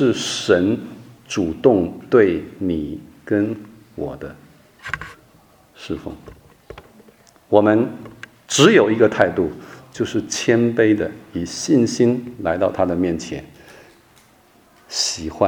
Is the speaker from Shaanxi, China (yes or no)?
no; Shandong, China; 我们山东人吃肉哈酒啊